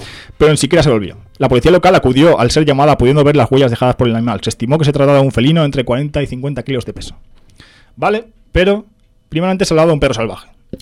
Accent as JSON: {"language": "Spanish", "town": "Godella", "region": "Valencian Community", "country": "Spain", "tie": "born or raised there", "said": "Pero ahora ya entra Godella y tal, que es mi pueblo."}